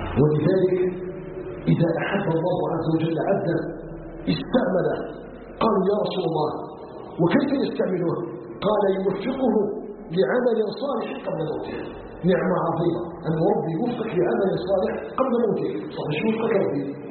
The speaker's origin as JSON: {"language": "Arabic", "country": "Algeria", "said": "أن يجعل بلدنا الجزائر بلدا آمنا مطمئنا وسائر بلاد المسلمين."}